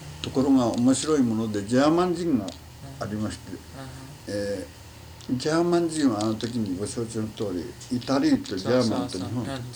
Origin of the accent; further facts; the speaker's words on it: United States; first language English; Japanese is a second language; アメリカで生まれてアメリカの習慣で育ったものですから、まずアメリカですな。